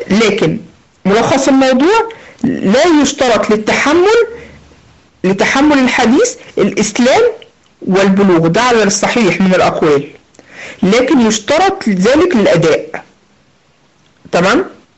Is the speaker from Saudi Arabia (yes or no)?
no; Egypt; فزي ما بيقولوا عندنا في مصر بخه في وشه